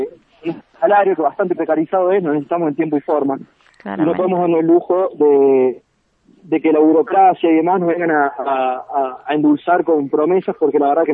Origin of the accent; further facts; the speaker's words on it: San Luis, Argentina; yo soy de acá de San Luis, pero somos 2 o 3 nomás de San Luis